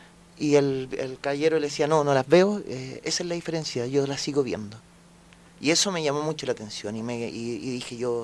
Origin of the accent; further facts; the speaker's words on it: Vitacura, Santiago Metropolitan Region, Chile; also born or lived in Providencia; Pero yo en Santiago, toda la vida. Nací en Providencia, pero viví casi toda mi infancia en Vitacura.